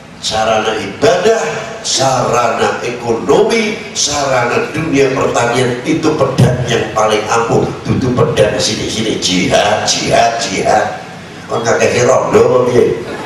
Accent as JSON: {"language": "Indonesian", "country": "Indonesia", "tie": "born there", "said": "Kebetulan saya dilahirkan, ngaku aja ngomong saya orang Indonesia ini, kebetulan saya dilahirkan di Indonesia."}